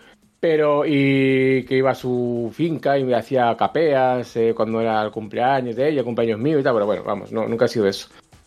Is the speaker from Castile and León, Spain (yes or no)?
yes; Valladolid, Castile and León, Spain; born there; Bueno, nací en Valladolid, pero iba a un pueblo de Valladolid